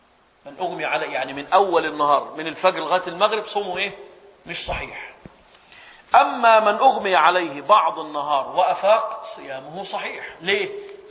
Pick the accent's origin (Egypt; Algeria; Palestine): Egypt; سبحان الله، عندنا في مصر لما حد يدخل غرفة العمليات